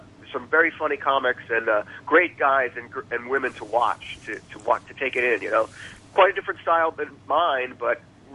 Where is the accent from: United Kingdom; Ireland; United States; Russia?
Ireland; Yeah, because it's 21 years old where I grew up, and I'm Irish.